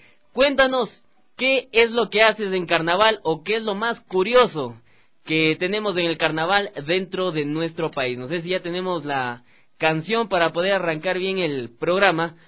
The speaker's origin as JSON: {"language": "Spanish", "country": "Ecuador", "said": "Eso nos califica también como ecuatorianos."}